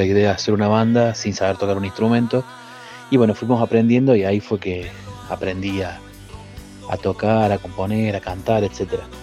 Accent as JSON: {"language": "Spanish", "town": "Villa Giardino", "region": "Córdoba", "country": "Argentina", "tie": "born or raised there", "lives_now": "Santa María de Punilla, Argentina", "said": "soy oriundo de Villa Giardino, ahora radicado en Santa María de Punilla, de provincia de Córdoba."}